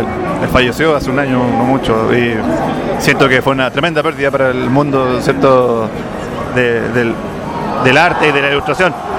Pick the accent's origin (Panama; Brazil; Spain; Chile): Chile; now in Mexico; En Chile, yo soy chileno y llegué. Y, cierto, he visitado México en muchas ocasiones y actualmente estoy viviendo acá.